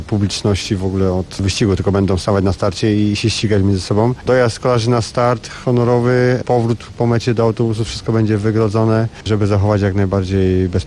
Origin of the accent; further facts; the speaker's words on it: Silesian Voivodeship, Poland; Trzeci etap do Bielska już nie będzie łatwy, bo etap w moich stronach długi, 203 km